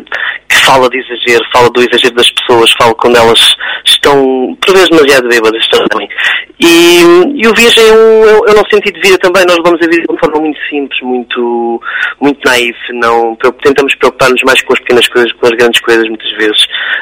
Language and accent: Portuguese; Beja, Alentejo, Portugal; e eu tenho a sorte, pronto, de ser até a minha terra também. Eu tenho feito um esforço enorme por manter nesta terra, porque gosto muito dela, gosto muito de Beja